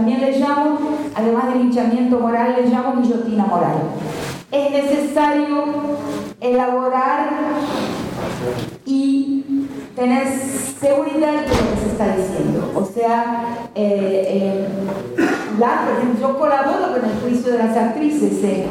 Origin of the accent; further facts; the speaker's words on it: Argentina; algo que estoy acompañando en mi país, ahí por muchas convocatorias de muchas madres, de muchos directores de colegios, de grandes colegios de la Argentina